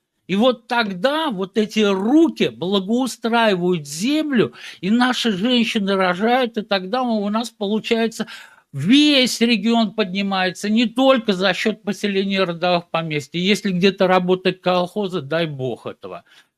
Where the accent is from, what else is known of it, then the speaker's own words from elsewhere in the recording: Nizhny Novgorod Oblast, Russia; я вот из Нижегородской области, там 5 поселений